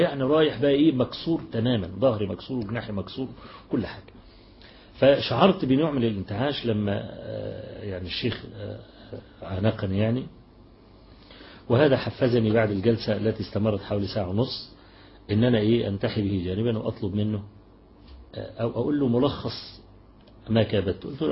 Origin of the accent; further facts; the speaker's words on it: Egypt; عندنا في مصر بعت لي رسالة كده